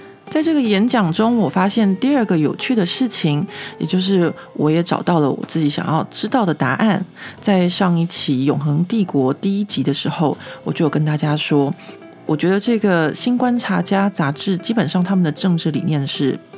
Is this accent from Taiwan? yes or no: yes; Taiwan; 像我们这种在台湾长大没有什么被监视的经验的人来说呢